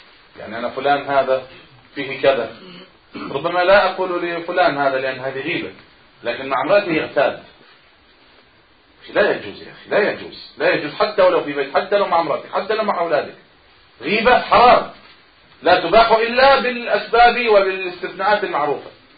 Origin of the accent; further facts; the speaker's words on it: Egypt; حتى بعض الناس يقول عن بعض القرى عندنا في مصر هنا في بعض الأرياف